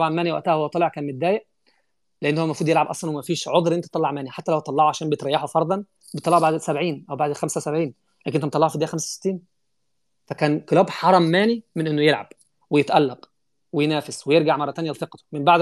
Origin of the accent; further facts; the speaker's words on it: Egypt; انا مصري بقول الكلام ده.